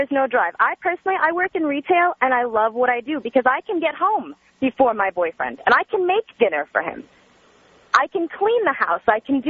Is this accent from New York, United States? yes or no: yes; New York, United States; now in Los Angeles, United States; I live in L.A. now. I'm 27. I grew up in New York on Long Island. My dad's a New York City firefighter.